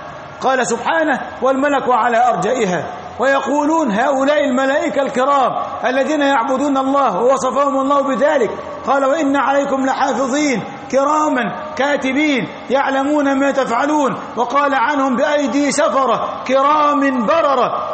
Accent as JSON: {"language": "Arabic", "country": "Egypt", "said": "والطور هو الجبل الذي عندنا في مصر الذي كلم الله عليه"}